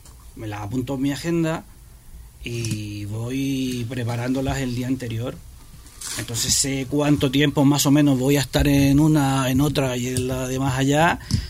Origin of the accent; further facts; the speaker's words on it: Chile; now in Spain; yo soy chileno, llevo 20 años aquí en España